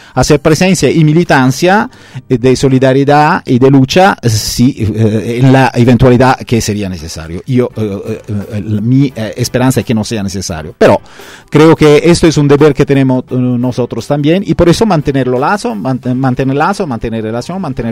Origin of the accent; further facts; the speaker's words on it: Italy; Spanish is a second language; Por lo que puedo decir yo como italiano y como europeo